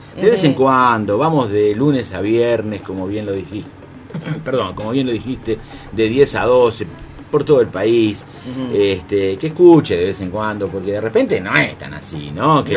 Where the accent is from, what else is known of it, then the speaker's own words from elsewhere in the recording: Uruguay; del otro lado, como uruguayo que soy, quiero por lo menos reconocer